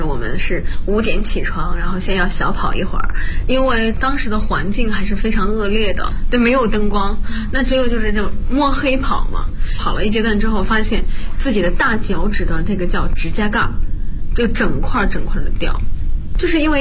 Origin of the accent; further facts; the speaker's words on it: Bozhou, Anhui, China; 我来自安徽亳州。